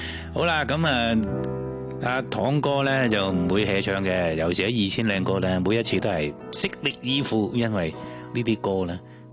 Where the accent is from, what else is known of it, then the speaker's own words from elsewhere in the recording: Guangdong, China; 可能我哋都系广东人。